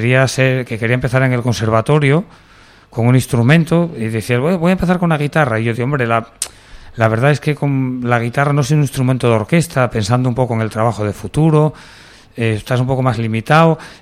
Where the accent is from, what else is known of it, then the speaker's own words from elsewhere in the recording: Urbiés, Asturias, Spain; born there; Urbi Es, que yo el pueblín donde yo nací